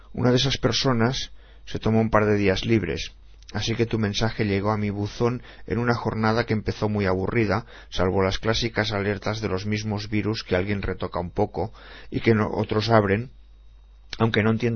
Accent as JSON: {"language": "Spanish", "town": "Barcelona", "region": "Catalonia", "country": "Spain", "tie": "born there", "said": "Nací en 1959, en Barcelona."}